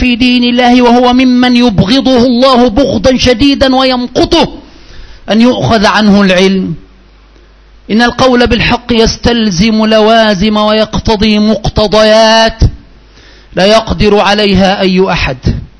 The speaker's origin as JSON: {"language": "Arabic", "country": "Egypt", "said": "عندنا في مصر"}